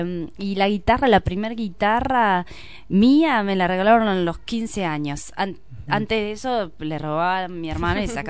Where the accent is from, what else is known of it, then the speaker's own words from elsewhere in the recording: Villa Mercedes, San Luis, Argentina; also born or lived in Córdoba; Nací en Villa Mercedes.